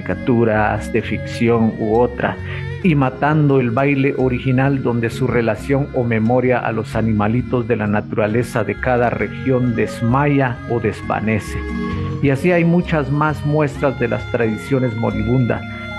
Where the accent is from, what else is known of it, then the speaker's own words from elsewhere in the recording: San Miguel Chicaj, Baja Verapaz, Guatemala; el tañer o repique de las campanas, esencialmente de mi pueblo, San Miguel Chicaj